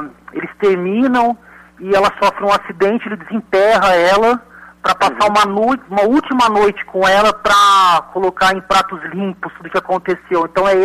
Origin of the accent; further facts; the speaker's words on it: Ribeirão Preto, São Paulo, Brazil; Eu sou aqui de Ribeirão Preto, né, interior de São Paulo. Uhum. E eu, desde criança, sempre gostei de filmes de terror. Eu nasci nos anos 80.